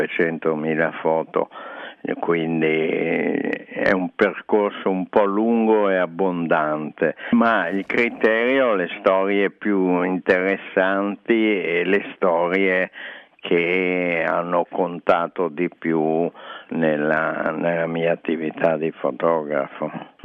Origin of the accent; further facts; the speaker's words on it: Genoa, Liguria, Italy; born there; also born or lived in Venice / Paris; now in Milan, Italy; Io sono genovese di nascita, veneziano d'adozione e dal 64 circa abito a Milano.